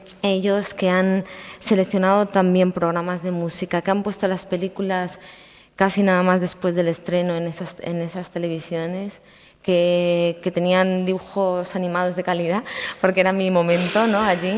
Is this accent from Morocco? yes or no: no; Spain; mi pueblo es fronterizo con Portugal